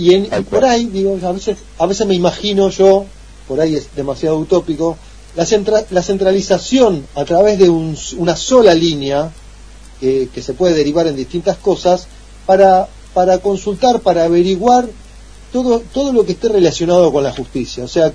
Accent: Quilmes, Buenos Aires Province, Argentina; now in Avellaneda, Argentina; Yo vengo de Quilmes, que estoy en Avellaneda de Lanús hace unos 8 años, yo cumplí 8 años, pero vengo de Quilmes.

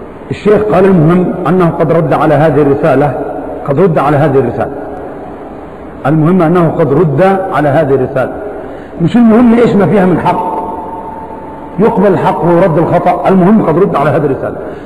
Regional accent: Algeria; والآن عندنا في الجزائر فتنة

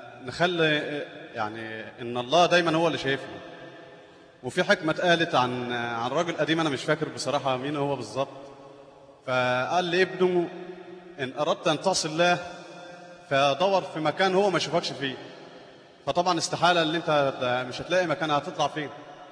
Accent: Egypt; يعني أنا مصري أول مرة أجي هنا

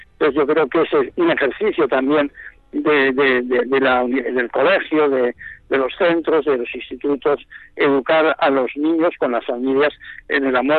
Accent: Spain; nosotros nos afirmamos como españoles no solo porque la patria, la nación nos garantiza un espacio de libertad

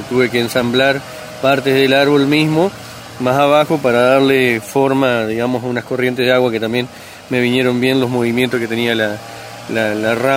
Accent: Colón, Entre Ríos, Argentina; Yo soy de la ciudad de Colón, Entre Ríos. Que también es una zona turística

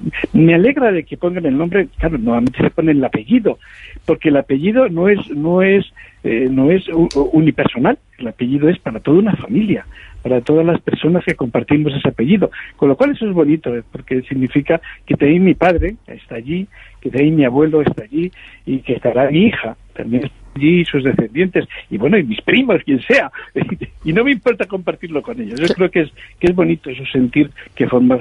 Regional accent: Spain; Soy un español, hay como 12 españoles más a los que les han puesto un pico, una playa, un cabo

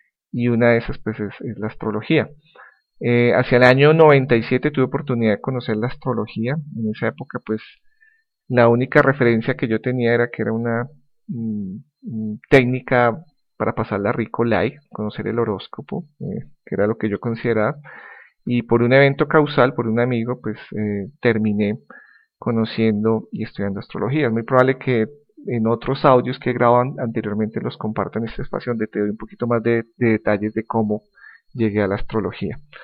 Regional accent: Colombia; soy colombiano, actualmente resido en Bogotá, Colombia. Tengo 41 años, próximamente voy a cumplir 42

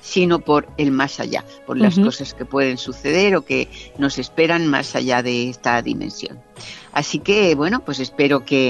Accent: Madrid, Community of Madrid, Spain; yo soy una fanática de mi pueblo, de Madrid.

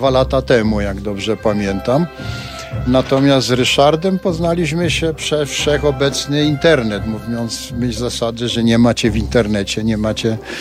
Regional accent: Kraków, Lesser Poland, Poland; Tak najbliżej gór to chyba jednak jestem ja, bo z Krakowa, prawda?

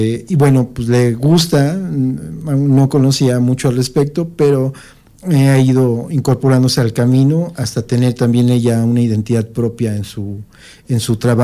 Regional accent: Mexico; como mexicanos recuperemos la identidad que se ha ido perdiendo.

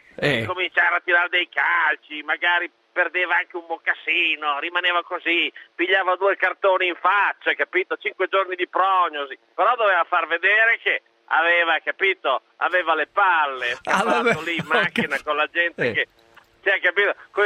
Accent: Bologna, Emilia-Romagna, Italy; now in Imola, Italy; No, sono cresciuto a Bologna.

